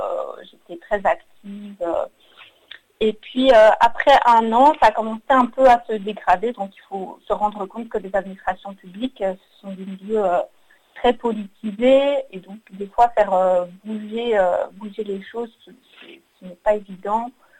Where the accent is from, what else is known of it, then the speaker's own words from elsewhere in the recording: Belgium; j'ai 35 ans et je suis originaire de Belgique.